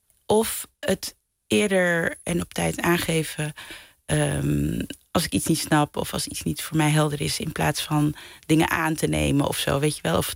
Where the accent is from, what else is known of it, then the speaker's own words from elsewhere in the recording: Netherlands; ik ben in Nederland opgegroeid, dus ik sta met één been in het Caribisch gebied en met één been in Nederland.